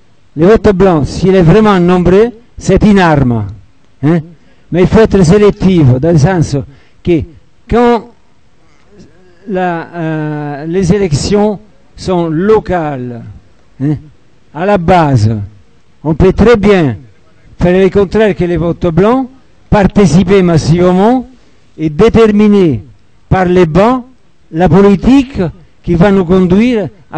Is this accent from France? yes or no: no; Italy; qu'en Italie, je suis italien